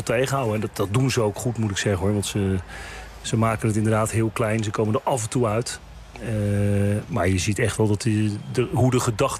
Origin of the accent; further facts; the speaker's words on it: Netherlands; Maar ik heb ook het idee dat we als Nederlanders, en daar reken ik mezelf ook toe